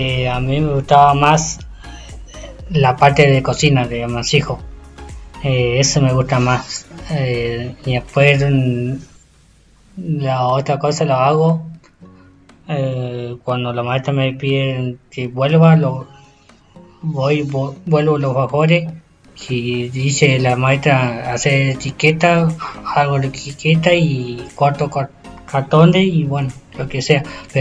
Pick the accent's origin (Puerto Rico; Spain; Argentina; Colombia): Argentina; El Maitén, Chubut; Yo vengo de Maitén. Lugar, un pueblito que era chico y ahora se está haciendo grande y bueno, y cada día está creciendo el pueblo.